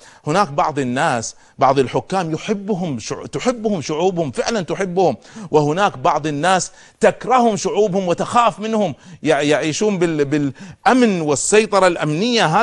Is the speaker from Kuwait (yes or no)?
yes; Kuwait; عندنا في الكويت أمام السفارة السورية